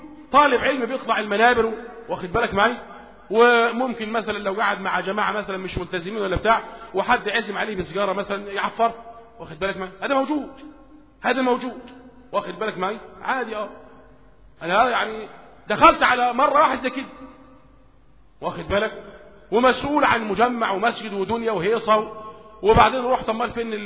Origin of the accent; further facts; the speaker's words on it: Egypt; لان احنا عندنا في مصر ما عندنا صحوة منهجية